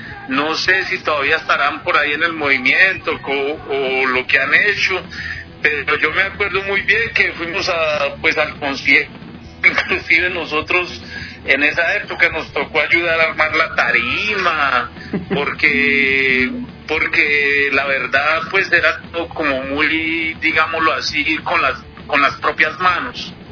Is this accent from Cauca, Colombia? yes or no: yes; Popayán, Cauca, Colombia; also born or lived in El Tambo; yo me crié, digámoslo así, en ciudades pequeñas en Colombia. Yo me crié en Popayán, andé también como por el Tambo Cauca